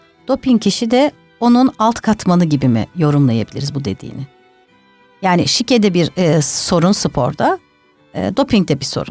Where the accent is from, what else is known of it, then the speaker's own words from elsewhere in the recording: Ankara, Turkey; Tabii ben Ankaralıyım. Ankara'nın daha böyle sakin bir havası var.